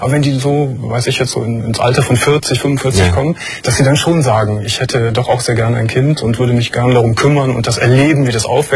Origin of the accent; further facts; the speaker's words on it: Berlin, Germany; ich bin eine Berlinerin. … 23 Jahre alt.